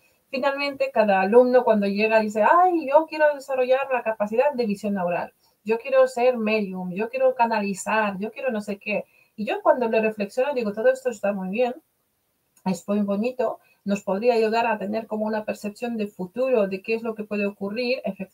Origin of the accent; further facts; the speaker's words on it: Poland; Spanish is a second language; now in Spain; como yo soy polaca, vivo desde hace 30 años en España